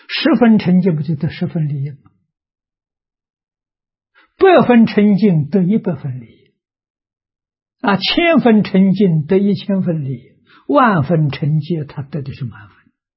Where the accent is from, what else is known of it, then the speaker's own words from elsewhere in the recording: Tongcheng, Anhui, China; 我们家乡是桐城派的发源地。啊，所以在明清两代啊，文风很盛啊，乡下小孩都念书啊，私塾嘛，我们家乡私塾很多啊，我六七岁还上过私塾啊